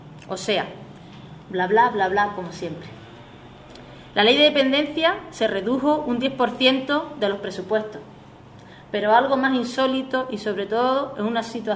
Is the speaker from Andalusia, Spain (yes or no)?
yes; El Gastor, Andalusia, Spain; los que nos vemos afectados aquí en la sierra, como son tanto Arcos, Ubrique como El Gastor, de donde yo vengo.